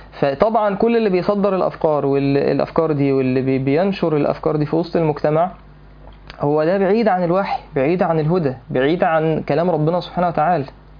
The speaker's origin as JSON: {"language": "Arabic", "country": "Egypt", "said": "يعني انا مش عارف هو الفصل بين الشباب والبنات ده موجود فين يعني عندنا في مصر"}